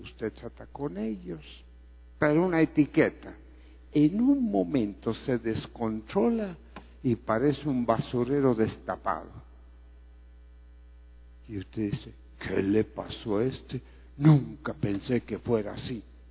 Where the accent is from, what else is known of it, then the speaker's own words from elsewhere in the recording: Greece; born there; Spanish is a second language; En la tierra donde yo nací, allá en Grecia